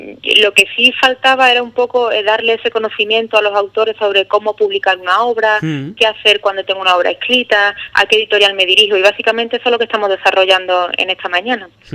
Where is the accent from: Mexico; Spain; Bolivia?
Spain; Ubrique, Andalusia; moved away as an adult; yo llevo ya por motivos profesionales fuera de Ubrique bastantes años y siempre que vengo a mi tierra es un regalo, la verdad.